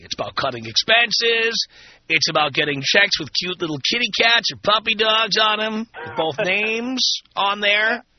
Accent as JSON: {"language": "English", "town": "New York City", "region": "New York", "country": "United States", "tie": "born or raised there", "said": "And on top of that, I grew up in the South Bronx, and so pretty much it was Latin chicks and black chicks."}